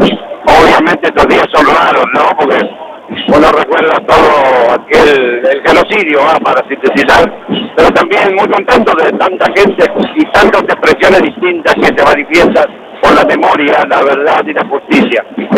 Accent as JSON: {"language": "Spanish", "country": "Argentina", "said": "A mí me llena de orgullo como argentino."}